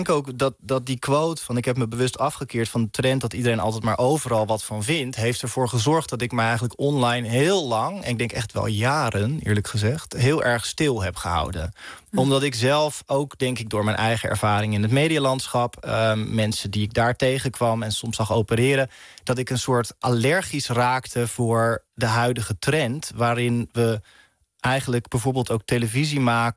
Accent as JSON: {"language": "Dutch", "town": "Rotterdam", "region": "South Holland", "country": "Netherlands", "said": "En ik kom uit Rotterdam, dus ik kom op mijn fiets."}